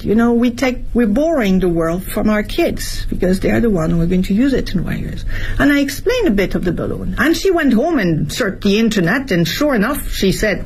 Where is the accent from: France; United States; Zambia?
France; now in China; My environment, as I was growing up in France, we never would have questioned it, but now we do.